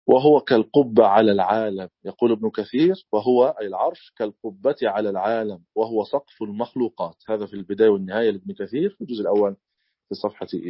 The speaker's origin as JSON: {"language": "Arabic", "country": "Egypt", "accent": "Egyptian", "said": "الكرسي في لهجتنا المصرية الكرسي"}